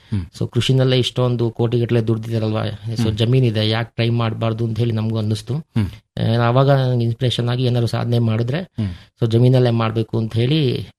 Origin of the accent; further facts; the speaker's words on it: Kellangere, Karnataka, India; ಊರು ಅರಸೀಕೆರೆ ತಾಲೂಕು ಕೆಲ್ಲಂಗೆರೆ.